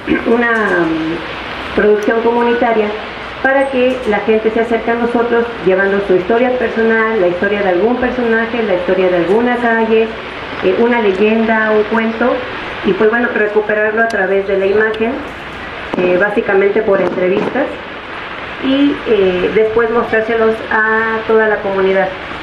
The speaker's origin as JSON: {"language": "Spanish", "town": "Santa Cecilia Tepetlapa", "region": "Mexico City", "country": "Mexico", "said": "Vengo de Santa Cecilia Tepetlapa. Todos lo conocen, es un pueblo que está ubicado en los pueblos de la montaña."}